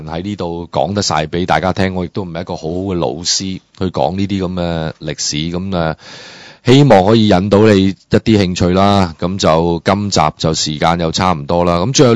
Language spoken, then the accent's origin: Cantonese; Hong Kong; 喺所有社會種種嘅問題上，我哋其實係有我哋香港人嘅利益嘅